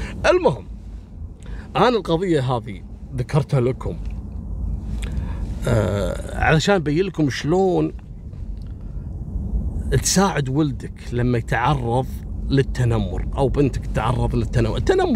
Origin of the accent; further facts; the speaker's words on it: Kuwait; اللي عندنا في الكويت